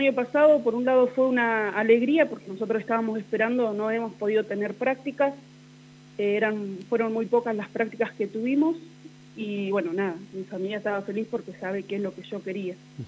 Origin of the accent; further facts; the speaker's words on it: Villa Massa, Buenos Aires Province, Argentina; now in Santa Rosa, Argentina; Yo tengo 36 años. Uh-huh. Soy oriunda de la provincia de Buenos Aires, de Villa Massa. Uh-huh. Y me vine a Santa Rosa.